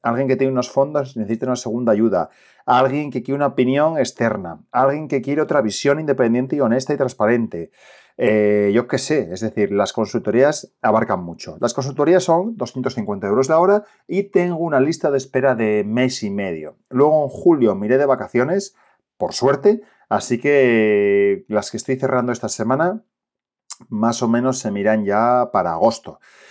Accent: Asturias, Spain; que soy el asturiano y te cuento todo esto de forma sencilla y fácil.

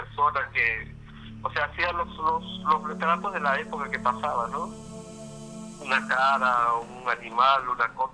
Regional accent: Lima, Peru; un lugar que mucha gente debe conocer que se llama Huacho, bueno, lo que somos peruanos, ¿no?

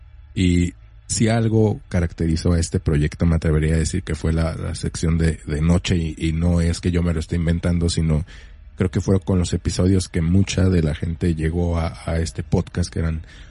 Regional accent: Mexico; esas historias que todos, como mexicanos, como niños chiquitos, como personas en una peda, alguna vez escuchamos

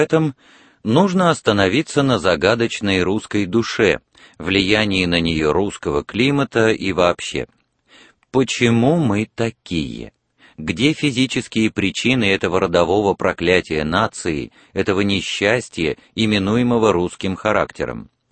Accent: Moscow, Russia; если я сам москвич в первом поколении.

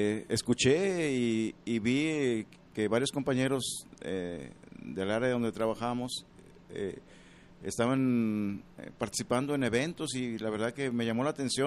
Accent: Cuauhtémoc, Colima, Mexico; also born or lived in Guadalajara; primeramente yo nací aquí en Guadalajara. Pero fui, me llevaron al estado de Colima, y allá viví toda mi infancia.

